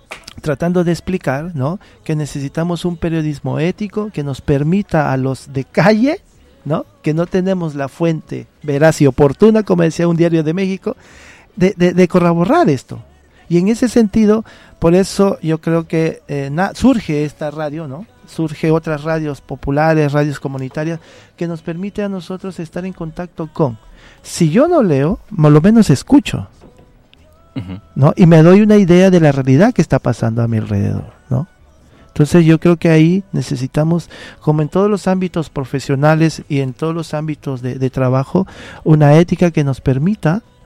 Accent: Lota, Biobío, Chile; yo soy pobre, soy de Lota.

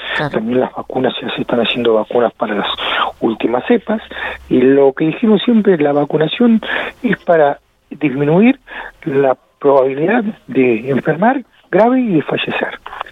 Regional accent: Argentina; somos los argentinos muy de abrazarnos, de tocarnos

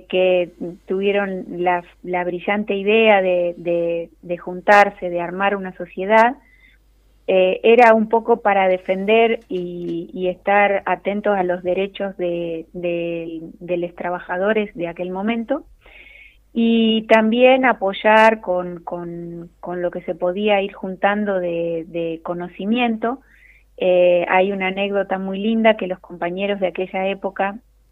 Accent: Real del Padre, Mendoza, Argentina; born there; now in Neuquén, Argentina; ya llevo más de 20, de 30 años viviendo en la Patagonia, pero yo nací en Real del Padre.

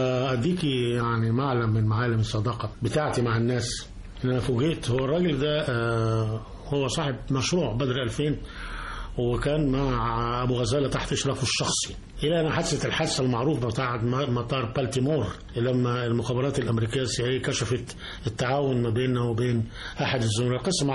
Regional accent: Cairo, Cairo Governorate, Egypt; من القاهرة.

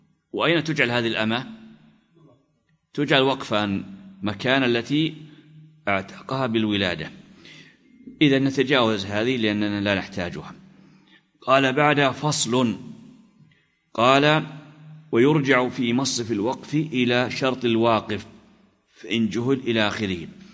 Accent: Najd, Saudi Arabia; مثل عادة البلد عندنا في نجد

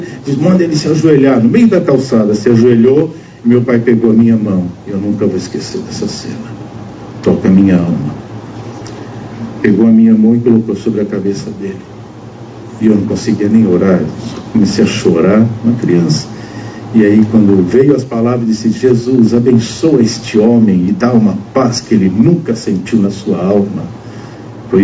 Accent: Santo André, São Paulo, Brazil; now in Timbó, Brazil; eu nasci em Santo André, eu não sou catarinense, apesar que eu moro agora nesse lindo estado aqui, né? Moro em Timbó, quem conhece, é uma cidadezinha pequena

